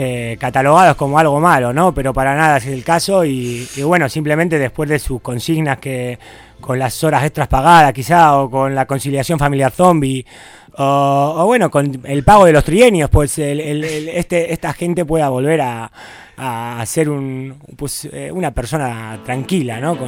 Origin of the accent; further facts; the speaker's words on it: Buenos Aires, Argentina; yo soy de, pues soy porteño, soy de Buenos Aires